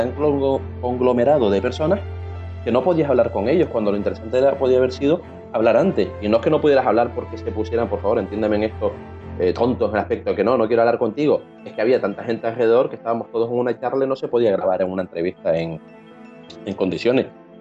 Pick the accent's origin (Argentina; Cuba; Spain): Spain; Canary Islands; yo que vengo de Canarias para cubrir radio entrevistas